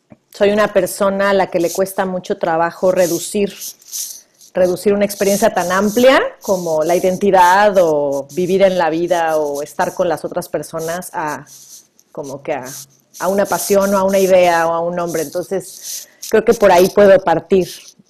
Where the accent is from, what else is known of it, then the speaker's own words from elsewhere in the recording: Mexico; now in Vancouver, Canada; soy originaria de México, pero actualmente vivo en Vancouver, Canadá.